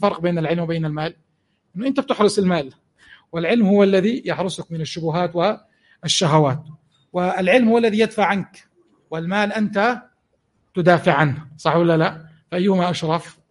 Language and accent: Arabic; Jordan; مثل حمامات معين عندنا في الأردن كمثال حي